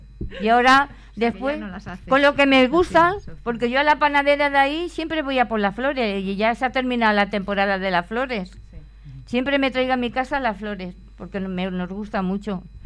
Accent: Úbeda, Andalusia, Spain; que en mi pueblo, en Úbeda, se le llaman de gitana.

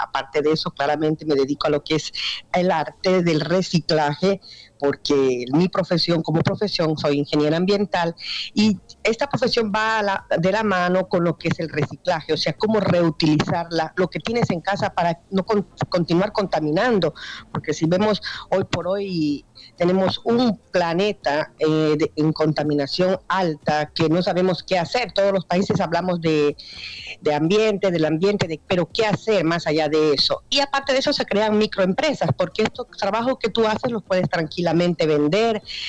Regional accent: Ecuador; porque cuando yo concursé era la única latinoamericana, no latino, sino que digo ecuatoriana aquí

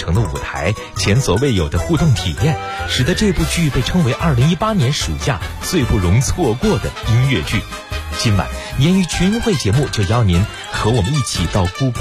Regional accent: Beijing, China; 我也是地地道道北京人。

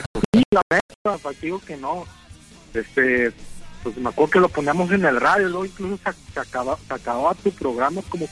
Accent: Durango, Mexico; yo soy allá de Durango, el mero duranguito.

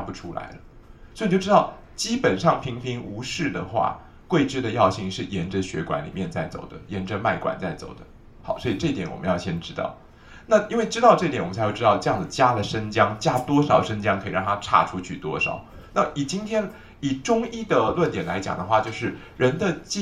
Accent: China; 我们中国人认为说，我们的中国人观察是这样的

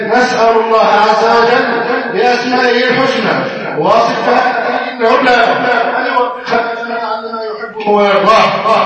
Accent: Egypt; اللهم احفظ بلدنا مصر أمنا أمانا

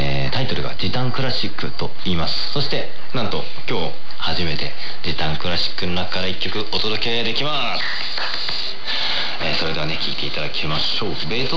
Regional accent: Kumamoto, Japan; ビデオ通話などで地元の両親ですね、僕は熊本出身なんですけどもね

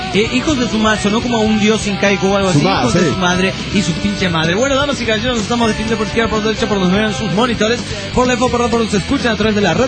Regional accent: Guerrero Negro, Baja California Sur, Mexico; de Guerrero Negro, Baja California, sur de México.

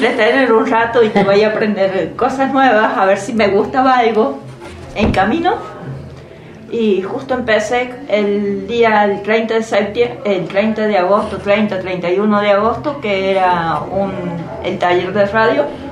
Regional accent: Córdoba, Argentina; now in Bariloche, Argentina; yo no soy de acá de Bariloche, sino que vengo del norte de la provincia de Córdoba. Sí. Y estoy, hasta hoy estoy en un albergue de acá de Bariloche

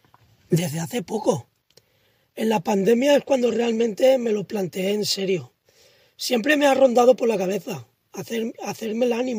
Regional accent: Rafelbunyol, Valencian Community, Spain; Para la novela me inspiré en mi pueblo

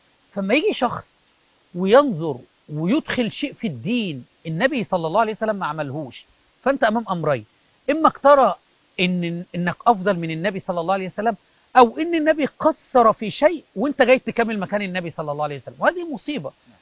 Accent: Egypt; هذه حتى عندنا في مصر أو في الدول العربية أو في أي مكان

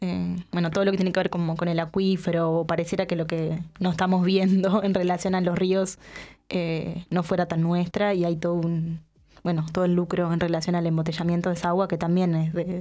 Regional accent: Durazno, Uruguay; somos de Durazno, acá podríamos, sí.

